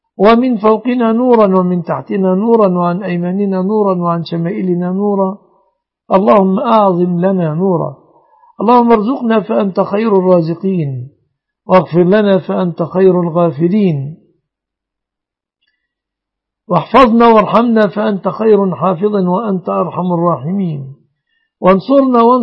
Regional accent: Egypt; احفظ بلادنا مصر آمنة مطمئنة وبلاد المسلمين.

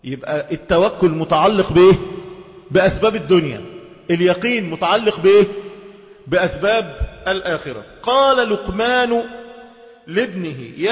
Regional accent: Egypt; ده احنا شرفنا كمصريين

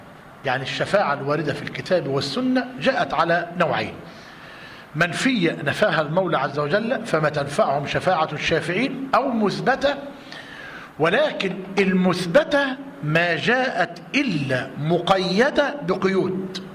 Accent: Egypt; عندنا في مصر لما قعدنا نسأل ونتطقص

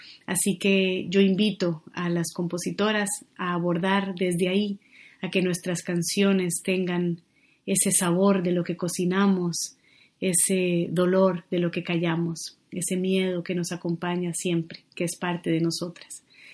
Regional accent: Colombia; now in Barcelona, Spain; Vivo en Barcelona, aunque soy de Colombia

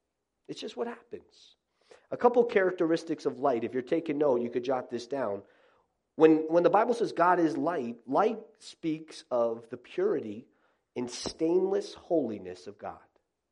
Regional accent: Florida, United States; now in Northeast, United States; You know, I grew up in South Florida. You may be saying, what in the world are you doing in the Northeast? I've been here for many years.

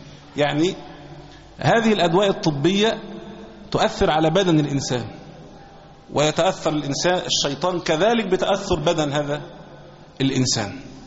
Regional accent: Egypt; مسألة الاختلاف عندنا في مصر في وقت الفجر

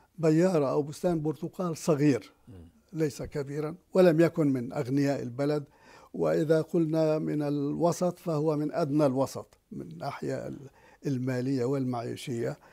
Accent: Palestine; طبعا كان في دكاكين، كان في الطريق الرئيسي هو الطريق المعبد الآتي من جنوب فلسطين ومتجه إلى الشمال، يمر بطرف القرية

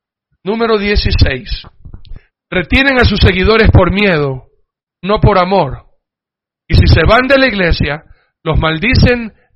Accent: Ecuador; Miren, como ecuatoriano a mí me duele el corazón

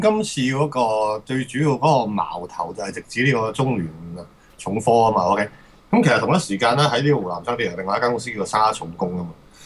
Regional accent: Hong Kong; 其實我哋細個嗰陣時喺香港睇報紙咧，都可能我同阿杜比較年紀大啲。

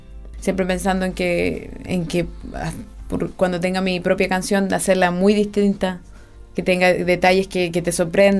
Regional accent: south, Chile; notas que son del sur por nuestro, claro, nuestro acento, el gallito que tenemos.

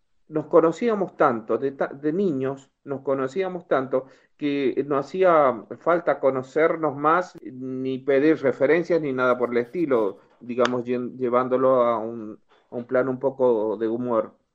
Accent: La Rioja, Argentina; moved away as an adult; Cuando yo salí de La Rioja pensaba, no sé, hacer un montón de plata, perdónenme que sea tan brusco en la figura, pero pensaba ganar un montón de plata e irme a La Rioja a disfrutar de mi jubilación.

